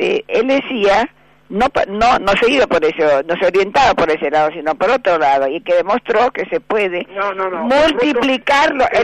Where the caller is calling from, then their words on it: Buenos Aires, Argentina; de Recoleta.